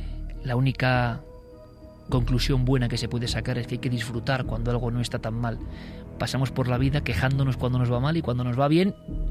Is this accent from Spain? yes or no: yes; Vitoria, Basque Country, Spain; yo como vitoriano, nací en Vitoria